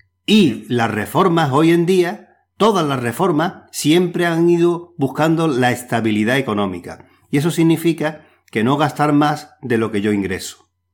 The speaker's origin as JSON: {"language": "Spanish", "country": "Spain", "said": "nosotros, como españoles, siempre se ha conseguido todo a través de luchas y conquistas sociales."}